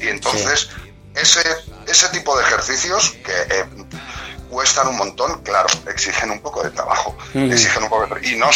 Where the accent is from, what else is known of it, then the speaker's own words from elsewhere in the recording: Bustarviejo, Community of Madrid, Spain; iba teniendo relación con músicos de aquí, de mi pueblo, de Bustar Viejo